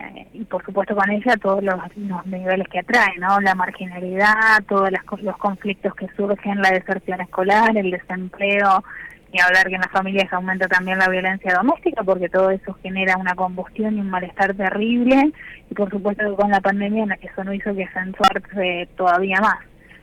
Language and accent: Spanish; Bahía Blanca, Buenos Aires Province, Argentina; yo soy de la provincia de Buenos Aires, soy de Bahía Blanca, pero a ver, los que somos de Bahía Blanca nos consideramos del sur.